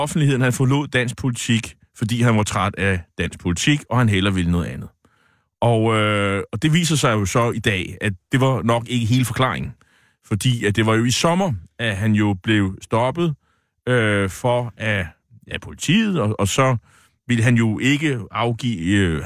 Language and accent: Danish; Nexø, Capital Region of Denmark, Denmark; min gamle hjemby, Nexø på Bornholm.